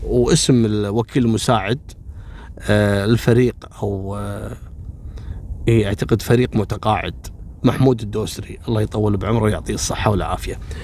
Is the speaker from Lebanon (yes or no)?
no; Kuwait; ترى احنا عندنا في الكويت وفي غير الكويت ممنوع تحميل الركاب.